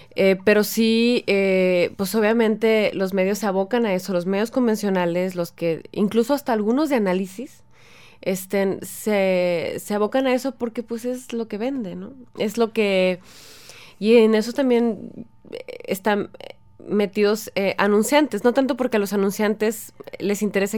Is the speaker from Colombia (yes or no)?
no; Mexico; que es lo que nos debe importar como ciudadanos mexicanos